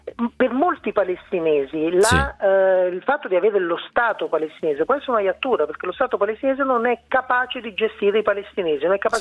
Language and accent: Italian; Naples, Campania, Italy; Da napoletano non potrebbe essere diversamente, insomma, il fare avanti e indietro l'emigrante.